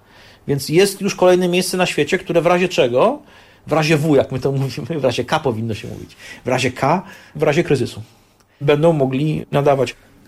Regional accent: Warsaw, Masovian Voivodeship, Poland; Jestem z dziada pradziada rodowitym rodakiem warszawskim, tak to powiem. Wychowałem się na Mokotowie

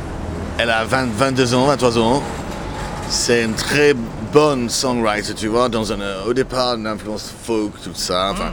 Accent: England, United Kingdom; French is a second language; parce que … était connu dans mon enfance en Angleterre.

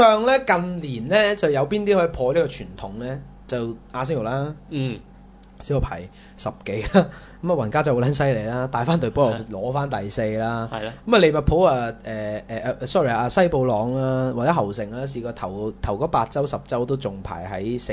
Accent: Hong Kong; 即係我哋香港人都會覺得

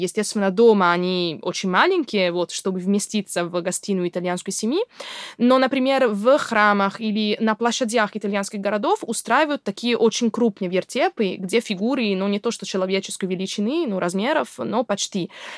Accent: Padua, Veneto, Italy; Russian is a second language; Мой родной город — это Падуя. Это недалеко от Венеции. Относительно маленький город, особенно по российским меркам.

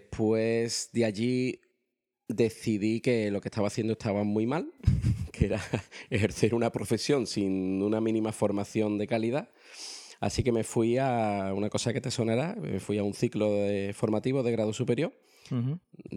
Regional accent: Seville, Andalusia, Spain; moved away as an adult; Pues yo emigré con, te lo digo, 38 años.

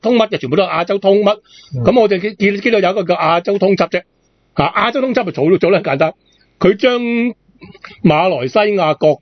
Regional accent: Hong Kong; 我哋广东话或者我哋香港人啦，有一句说话系可以译

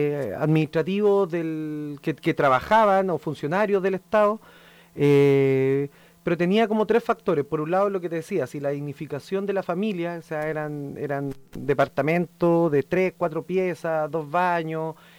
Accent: Estación Central, Santiago Metropolitan, Chile; Nacido y criado en la Villa Portales.

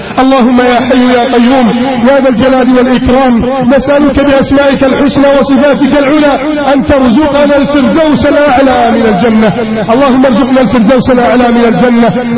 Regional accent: Egypt; اللهم احفظ بلدنا مصر من كيد الكائدين وحقد الحاقدين وتربص الظالمين.

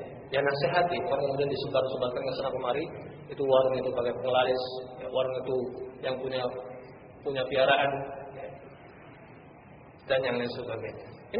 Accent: Purworejo, Central Java, Indonesia; sampai-sampai di kota saya juga, kota asal, Purworejo

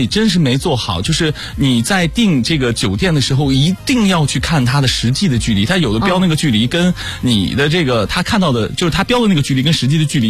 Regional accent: Henan, China; 因为我们家是河南的

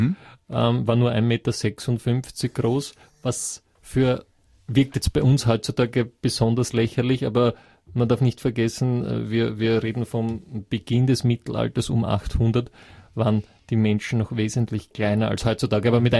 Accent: Vienna, Austria; Ich bin ja aus Wien, bin aus Währing, wie Sie richtig gesagt haben, ja. Also 18. Bezirk, ziemlich lässig eigentlich, von Immobilienpreise her. Und ich kenne Wien

